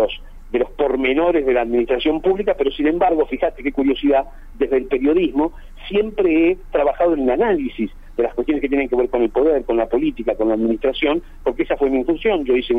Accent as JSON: {"language": "Spanish", "region": "Buenos Aires Province", "country": "Argentina", "lives_now": "General Roca, Argentina", "said": "No, yo soy de Buenos Aires."}